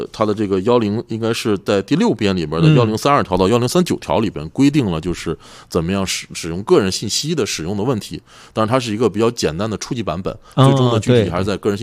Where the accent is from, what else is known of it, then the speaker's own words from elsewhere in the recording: China; 但是主要的立法文本还是以我们中国人的国情出发。